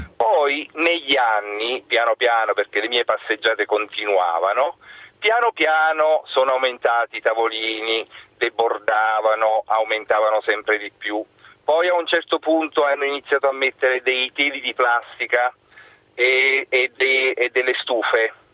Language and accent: Italian; Naples, Campania, Italy; now in Rome, Italy; io sono un napoletano che vive a Roma da 20 anni.